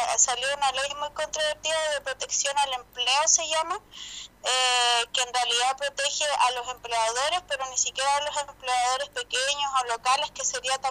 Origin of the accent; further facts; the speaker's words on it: Osorno, Los Lagos, Chile; No, de Osorno, de la ciudad de Osorno.